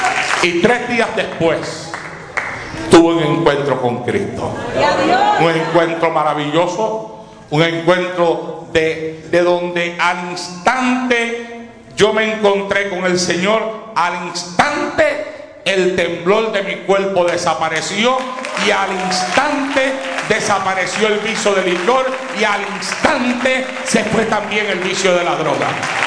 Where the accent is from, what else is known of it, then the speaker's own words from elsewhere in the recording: Puerto Rico; now in United States; Cuando yo vine de Puerto Rico aquí a los Estados Unidos